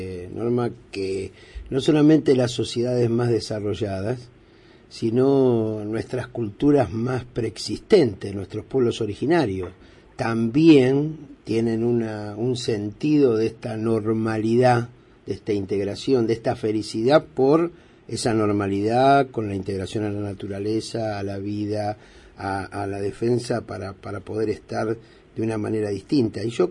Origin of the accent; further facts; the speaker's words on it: Argentina; Somos millones los argentinos que queremos otra realidad.